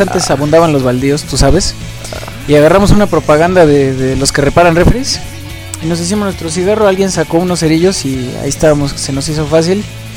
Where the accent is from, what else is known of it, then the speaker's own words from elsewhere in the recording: Mexico; de lo típicos que somos los mexicanos